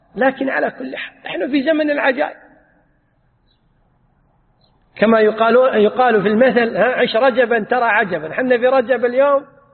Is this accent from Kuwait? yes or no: yes; Kuwait; عندنا في الكويت يقولون 0 على الشمال